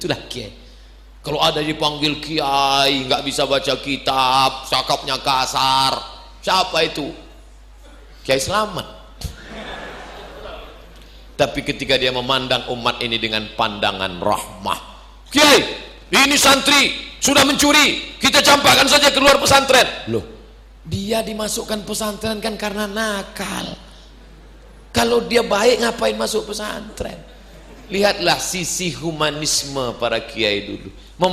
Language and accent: Indonesian; Riau, Indonesia